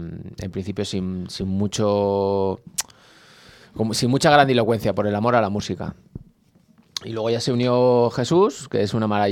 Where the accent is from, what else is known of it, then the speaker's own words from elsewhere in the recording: Guadarrama, Community of Madrid, Spain; No, soy de Guadarrama.